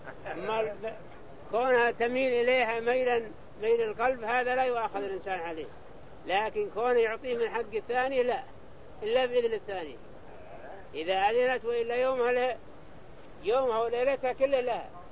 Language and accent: Arabic; Saudi Arabia; ما توسع بنيان مكة كغيرها من المدن عندنا في السعودية